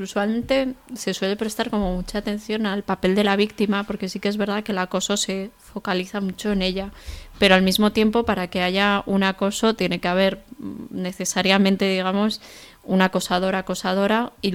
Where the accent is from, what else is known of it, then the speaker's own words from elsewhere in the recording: Pamplona, Navarre, Spain; soy de aquí de Pamplona, tengo 25 años y soy trabajadora social.